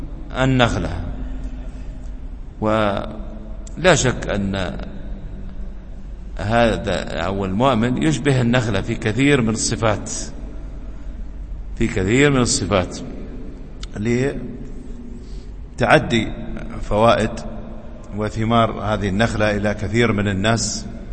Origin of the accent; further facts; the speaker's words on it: United Arab Emirates; عندنا في الإمارات يسمونه حيب